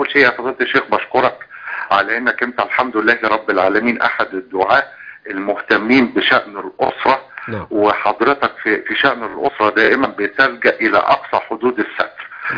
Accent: Egypt; لما كان موجود عندنا في مصر يعني كتير من الجنسيات وكان عندها حق المتاجره في مصر.

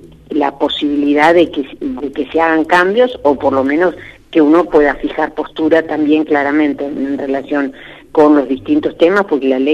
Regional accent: Luis Beltrán, Río Negro, Argentina; now in Choele Choel, Argentina; yo vivo en Choele. O sea, yo vivo en Choele, soy de Beltrán, pero vieron ustedes que esto de ser de Beltrán y de Choele es casi lo mismo, porque estamos a 12 kilómetros, y vivo en Choele desde que me recibí

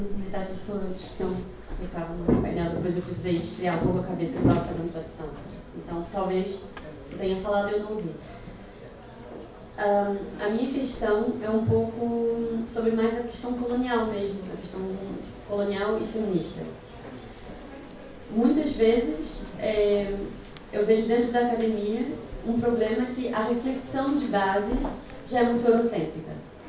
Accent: Brazil; eu venho do Brasil, né? Também tem um sotaque para algumas pessoas conseguem identificar

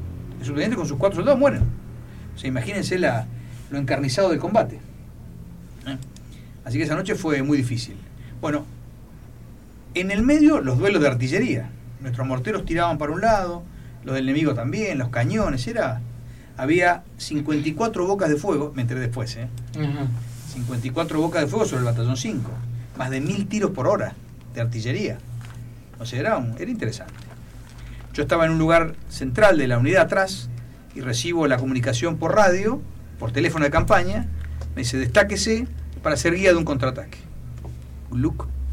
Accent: Argentina; Nosotros no pensamos como ingleses, pensamos como argentinos.

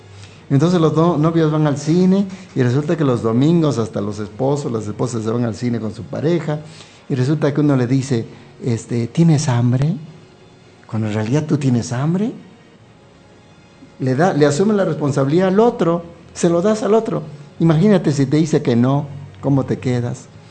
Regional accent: Peru; born there; moved away; also born or lived in Venezuela / United States; yo nací en el Perú, ¿no? Viví en Venezuela cerca de 10 años. Estuve en Estados Unidos también.

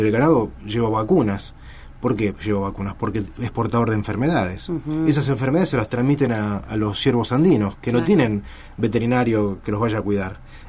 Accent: Argentina; Nosotros como argentinos tenemos el deber de defender nuestro patrimonio natural.

